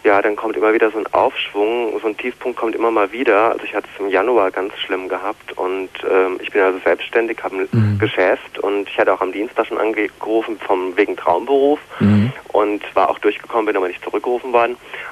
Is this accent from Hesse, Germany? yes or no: yes; Marburg, Hesse, Germany; now in Darmstadt, Germany; Ich komme aus Marburg, wohne aber in Darmstadt.